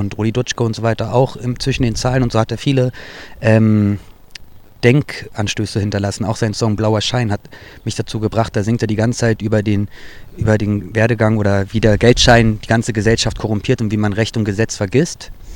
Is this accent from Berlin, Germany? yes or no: yes; Berlin, Germany; born there; ich bin in Berlin geboren, Deutsch-Türke